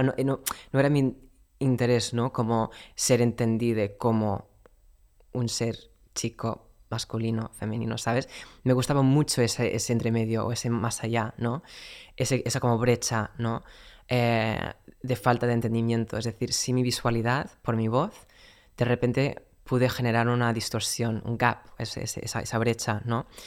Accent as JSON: {"language": "Spanish", "region": "North Carolina", "country": "United States", "second_language": "Spanish", "said": "Soy de Carolina del Norte, que es una zona bastante conservadora y bastante religiosa también"}